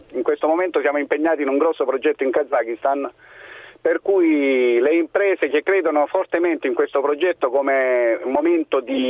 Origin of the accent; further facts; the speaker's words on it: Lecce, Apulia, Italy; Poi io sono originario di Lecce, per cui insomma questo ha facilitato il tutto